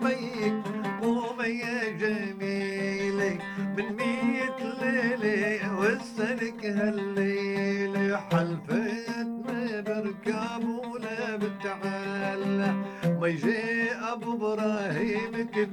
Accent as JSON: {"language": "Arabic", "country": "Syria", "said": "بهال 7 سنين الحرب الهائلة المرعبة اللي صارت عندنا بسوريا"}